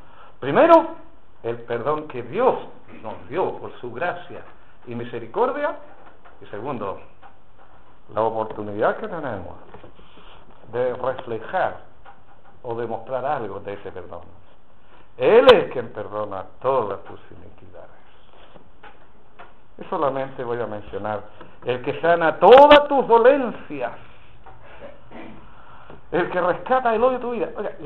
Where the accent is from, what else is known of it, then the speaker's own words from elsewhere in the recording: Chile; Somos chilenos, ¿no? Y los chilenos somos bien rencorosos, empezando por mí.